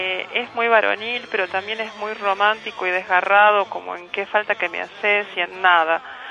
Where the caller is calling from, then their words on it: Caballito, Buenos Aires, Argentina; de Caballito.